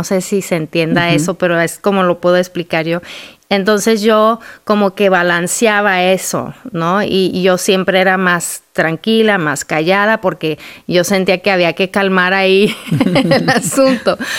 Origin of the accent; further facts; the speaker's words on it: Durango, Mexico; yo nací, mi hermana y yo, mi hermana gemela y yo nacimos en Durango, México. Crecimos ahí, salí yo a estudiar la universidad, me caso con un hombre guapo, griego, americano, y me lo llevo a Durango otra vez.